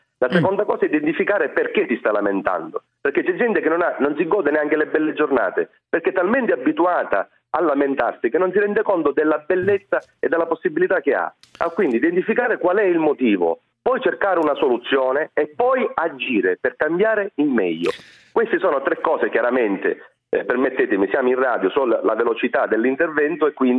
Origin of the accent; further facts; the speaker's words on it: Sicily, Italy; Poi io sono siciliano